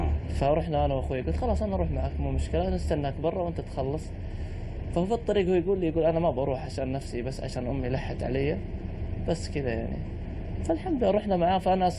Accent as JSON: {"language": "Arabic", "country": "Bulgaria", "lives_now": "United Kingdom", "said": "From Bulgaria, yeah."}